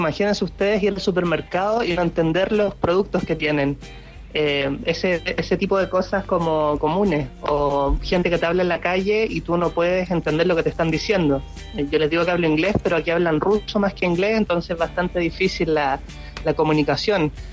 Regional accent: Maipú, Santiago Metropolitan Region, Chile; now in Sheki, Azerbaijan; Soy de Maipú, de Santiago. Maipú.

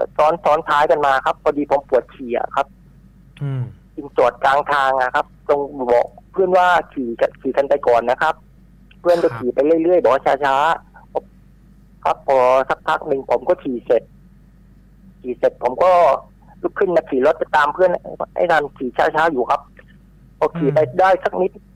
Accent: Phuket, Thailand; ผมเป็นคนภูเก็ต

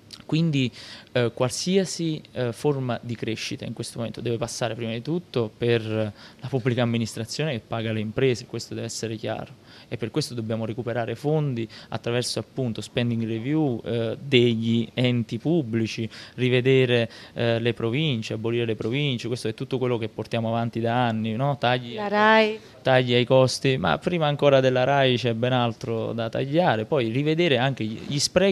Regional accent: Pomigliano d'Arco, Campania, Italy; io sono di Pomigliano d'Arco, quindi nella mia città si è subito più di tutti questo concetto di crescita

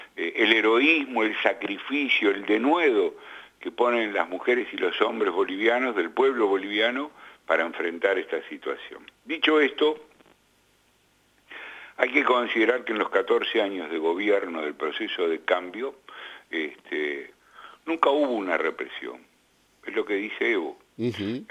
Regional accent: Argentina; y yo como argentino siento esto

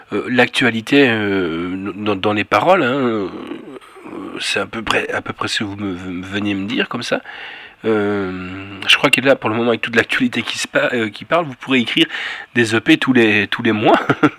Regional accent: Brussels, Belgium; c'est comme nous chez nous en Bruxelles

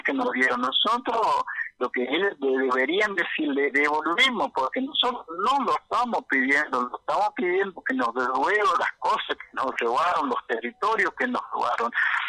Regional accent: Argentina; Y así podemos entendernos, podemos como ciudadanos argentinos

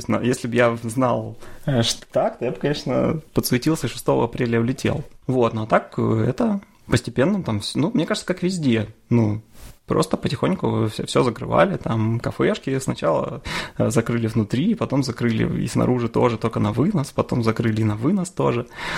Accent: Chelyabinsk, Chelyabinsk Oblast, Russia; born there; Это не то, что я такой там патриот Челябинска и там считаю, что ты должен жить там, где ты родился.

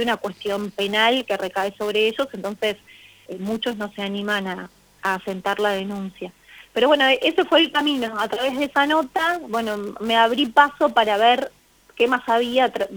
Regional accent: Santa Fe, Argentina; yo que vivo en un pueblito de 3.000 habitantes, incluso en mis orígenes, que soy santafesina, en mi ciudad

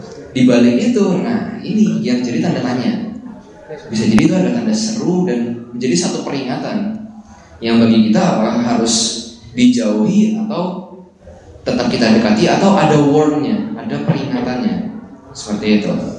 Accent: Jakarta, Indonesia; apalagi yang saya asalnya dari Jakarta

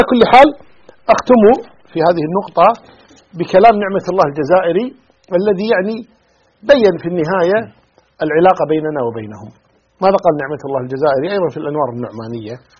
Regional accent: Kuwait; يعني عندنا في الكويت مثلا

